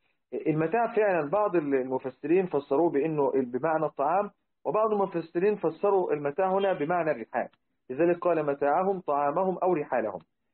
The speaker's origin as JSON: {"language": "Arabic", "country": "Egypt", "said": "لذلك احنا عندنا في مصر يعني حاجة البنت في الزواج أو الرجل بنطلق عليها الجهاز"}